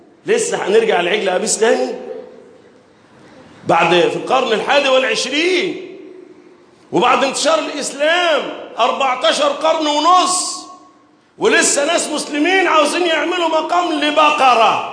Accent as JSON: {"language": "Arabic", "country": "Egypt", "said": "اللهم احفظ بلدنا مصر وسائر بلاد"}